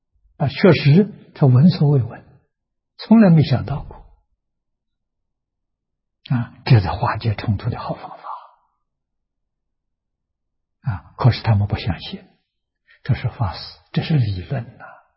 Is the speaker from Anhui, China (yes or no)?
yes; Tangchi, Anhui, China; 在我的家乡安徽省庐江县汤池小镇，我在做实验